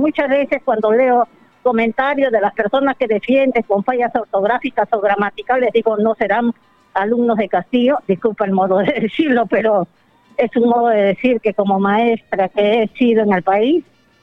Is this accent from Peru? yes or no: yes; Peru